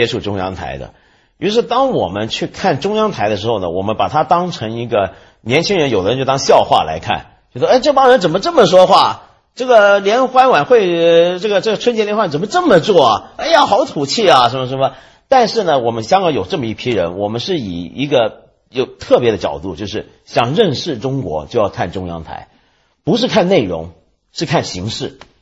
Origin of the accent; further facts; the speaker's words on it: Taiwan; 连我这个在台湾长大的人都看不惯了。我好像有跟你说过嘛，有一回我回台湾